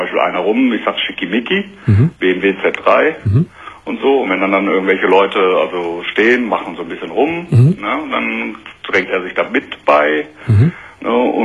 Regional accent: Hamm, North Rhine-Westphalia, Germany; Ich komme aus Hamm in Westfalen.

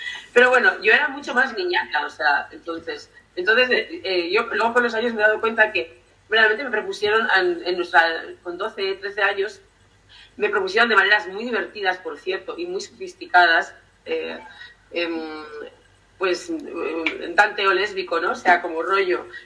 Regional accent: Errenteria, Basque Country, Spain; transcurren en Rentería, ¿no? Pues donde yo me crié, en Capuchino, cuando era pequeña.

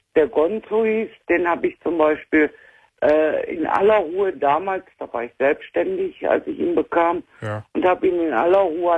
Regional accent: Essen, North Rhine-Westphalia, Germany; born there; moved away; ich bin gebürtig aus Essen, lebe aber 16 Jahre jetzt in Bayern.

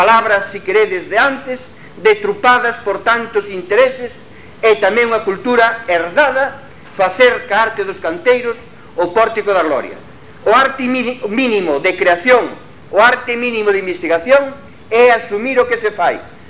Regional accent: Galicia, Spain; da miña terra, da terra de onde somos lejísima

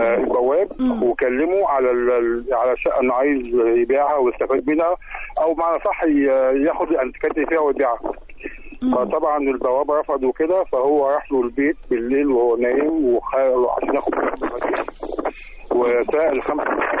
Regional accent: Cairo, Cairo Governorate, Egypt; من مدينه السلام

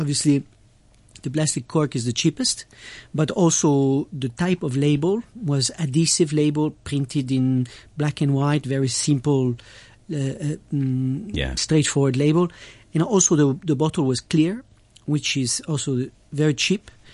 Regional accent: France; accent: French; English is a second language; my French accent, right?

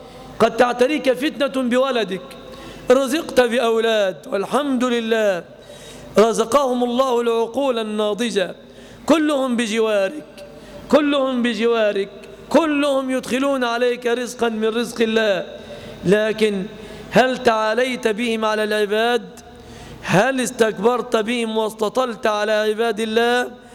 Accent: Egypt; نعيش في بلادنا مصر زمانا طويلا آمنين مطمئنين،

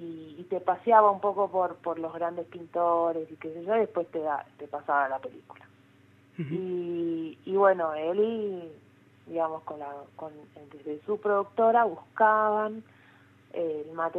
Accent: José Mármol, Buenos Aires Province, Argentina; yo soy de José Mármol, uh-huh. pero en ese momento yo ya estaba viviendo en Capital Federal

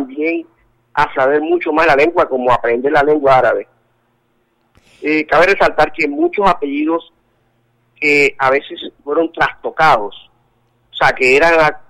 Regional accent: Colombia; first language Spanish; yo soy un colombiano, soy latinoamericano, mi primera lengua es el castellano

